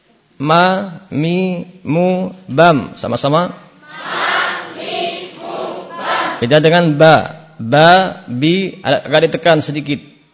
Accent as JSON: {"language": "Indonesian", "region": "Java", "country": "Indonesia", "said": "Saya sendiri orang Jawa."}